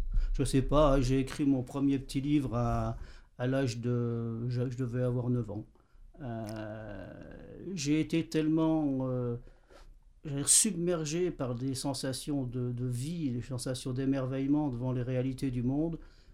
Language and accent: French; Jarville, Grand Est, France; born there; Donc je suis né à Jarville, hein, dans la région, devant les ruines des forges du Nord-Est.